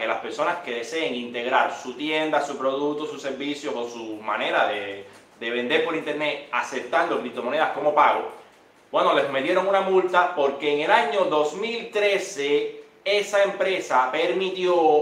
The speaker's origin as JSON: {"language": "Spanish", "country": "Cuba", "said": "yo, cubano, nací hace 34 años en Isla de Galicia."}